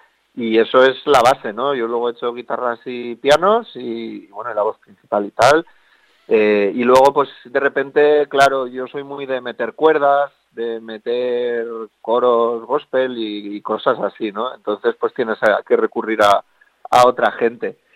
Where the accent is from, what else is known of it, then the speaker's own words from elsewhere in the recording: Villafranca del Cid, Valencian Community, Spain; Pues lo tengo ahí en mi pueblo, en Villafranca del Cid, que es aquí en la provincia de Castellón.